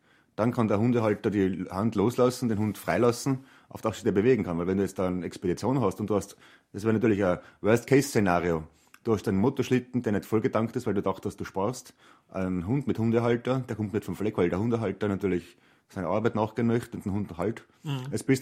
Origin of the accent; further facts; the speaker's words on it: Trentino-Alto Adige, Italy; obwohl ich ein einfacher Mensch aus den Bergen bin, aus den Südtiroler Bergen, sehr stolz darauf, kam aus einfachen Verhältnissen